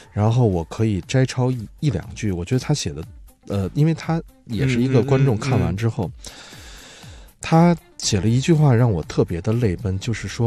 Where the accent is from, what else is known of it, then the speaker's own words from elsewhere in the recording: China; 也是觉得我们中国人可能拖不垮打不烂的一个根本原因